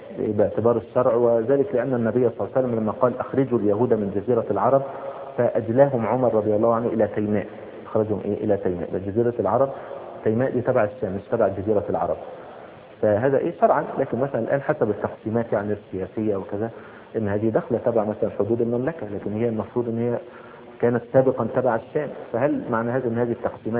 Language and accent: Arabic; Egypt; يعني مثلا زي مثلا ايه السلوم مثلا عندنا في مصر